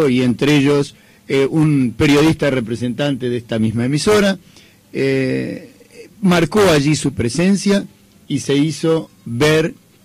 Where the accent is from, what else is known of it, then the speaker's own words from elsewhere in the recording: Uruguay; como uruguayos tan cristiano-ateos que somos